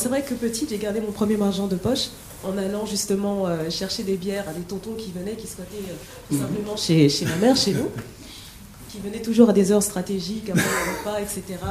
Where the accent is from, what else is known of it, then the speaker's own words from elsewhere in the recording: France; born there; moi je suis née en France. Mm-hmm. Je suis d'origine Congo-Kinshasa.